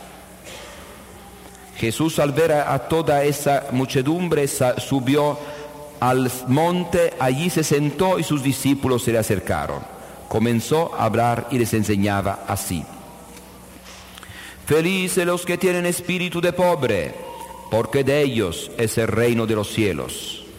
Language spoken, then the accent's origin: Spanish; Conversano, Apulia, Italy; Yo soy de Conversano Bari, en Foggia, la provincia cercana.